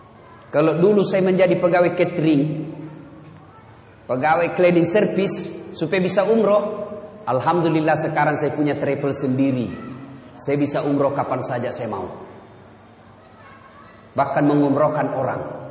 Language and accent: Indonesian; Pinrang, South Sulawesi, Indonesia; Naik mobil dari kampung saya di Pindrang, kurang lebih 200 km. Naik mobil sampai ke Makassar, 8 jam berdiri.